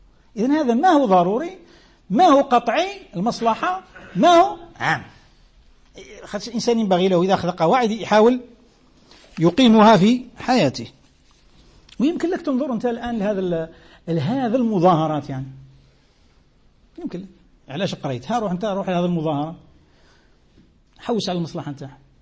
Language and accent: Arabic; Algeria; ولو القيف كما نسموه احنا عندنا في الجزائر، الوقف